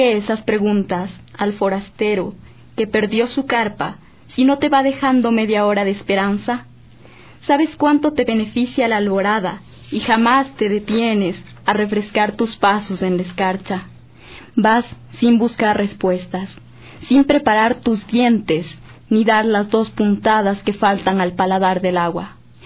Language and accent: Spanish; Ecuador; ese recordar de las raíces de quiénes somos, sí, de quiénes somos como ecuatorianos